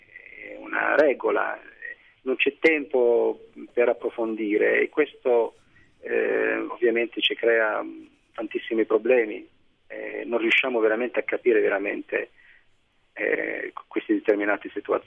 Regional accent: Algeria; Italian is a second language; No, no, ma io torno perché comunque la mia terra, c'è la mia famiglia, ci sono i miei amici.

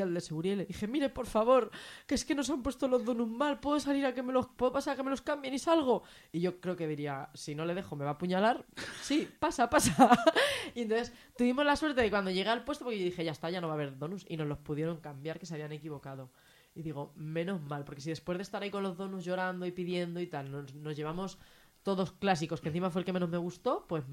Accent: Zaragoza, Aragon, Spain; Ah, pues yo soy de Zaragoza.

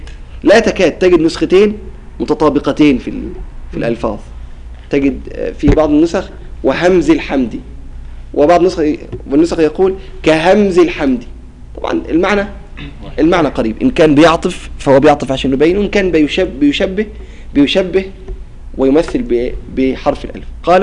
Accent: Qena Governorate, Egypt; عندنا في الجنوب في محافظة قنا لما ينطقوا بحرف الطاء ينطقوا به بطريقة عجيبة

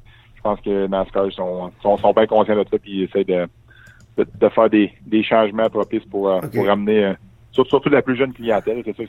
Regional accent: Quebec, Canada; en tant que Québécois, on veut pas

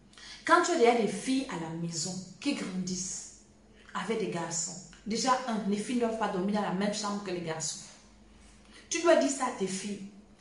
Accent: Cameroon; Chez nous, au Cameroun, on commence à te préparer le cuit.

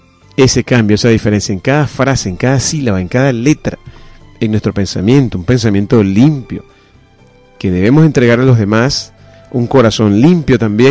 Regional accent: Venezuela; Porque todos somos venezolanos.

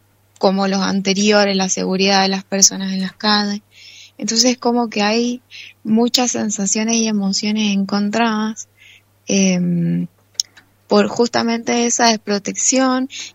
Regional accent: San Carlos, Mendoza, Argentina; yo soy de San Carlos y acá en San Carlos las dos gestiones anteriores, los dos intendentes anteriores, acompañaban muchísimo la lucha

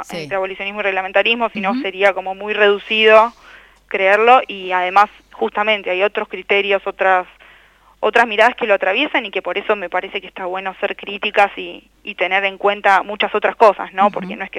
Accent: Buenos Aires, Argentina; born there; y vivo donde nací, acá en Buenos Aires.

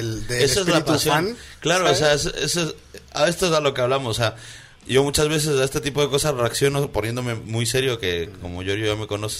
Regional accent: Quito, Pichincha, Ecuador; yo soy de Quito, pero... Pero yo no sé si es que nos quieren más en Quito o nos quieren más en Ambato.

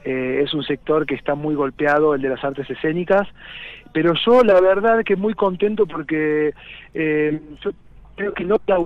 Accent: Los Polvorines, Buenos Aires Province, Argentina; moved away as an adult; now in San Esteban, Argentina; Yo soy oriundo, nacido de Los Polvorines, provincia de Buenos Aires, el interior. Hace 12 años que estoy viviendo acá en San Esteban, en Punilla. Tengo 39 años

